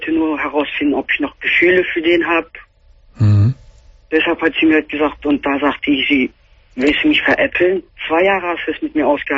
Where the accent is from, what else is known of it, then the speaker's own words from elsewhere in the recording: Philippines; German is a second language; Ich komme aus den Philippinen.